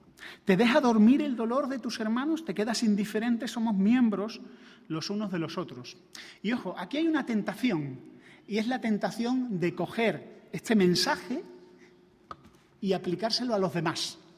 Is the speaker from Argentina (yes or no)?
no; Andalusia, Spain; Ahora que vengo de Andalucía, los andaluces tenemos, me imagino que en otras comunidades también se dice, ¿no?, la costumbre de poner el pronombre mí delante del nombre